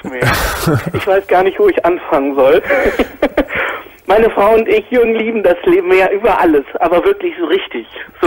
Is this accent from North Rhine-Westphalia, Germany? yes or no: no; Dresden, Saxony, Germany; born there; Ich bin sogar in Dresden geboren.